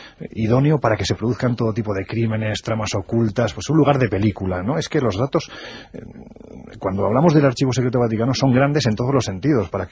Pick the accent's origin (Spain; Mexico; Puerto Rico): Spain; Andalusia; Yo que soy andaluz, con mucha gracia, a lo mejor te lo cuento.